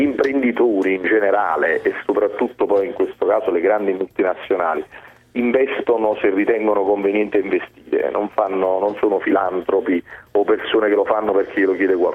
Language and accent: Italian; Naples, Campania, Italy; lo dico da napoletano